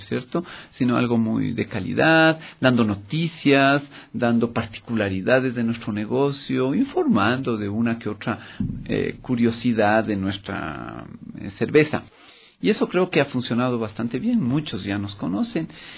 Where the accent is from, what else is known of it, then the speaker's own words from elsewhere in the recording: Ecuador; Y nosotros, como ecuatorianos, somos conscientes de que cuando hay que aportar, todos debemos aportar.